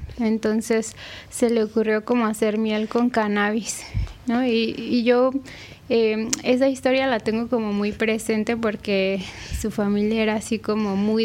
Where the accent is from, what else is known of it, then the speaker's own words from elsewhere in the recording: Mexico City, Mexico; Yo crecí en Coajimalpa, aquí en la Ciudad de México, es en la zona poniente, y pues siempre hace mucho frío allá, hay mucho bosque, hay mucha agua, montañas, ¿no? Lugares que son muy húmedos y fríos.